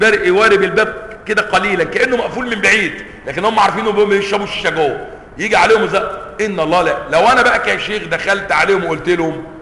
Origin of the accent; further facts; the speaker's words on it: Egypt; اتضح لنا فيما بعد ان في قانون عندنا في مصر يعاقب المفطرين في رمضان